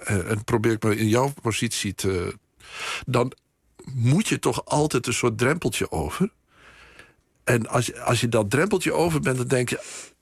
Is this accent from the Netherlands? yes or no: yes; Netherlands; En ik ben een Hollander. Tenminste, een Nederlander.